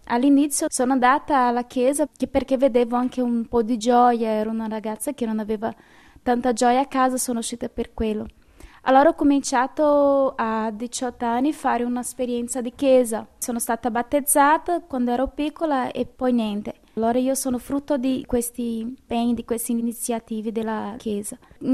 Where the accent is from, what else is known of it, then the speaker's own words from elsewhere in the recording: Minas Gerais, Brazil; Italian is a second language; now in Italy; sono brasiliana, vengo da una regione che si chiama Minas Gerais. È una regione tradizionalmente cattolica.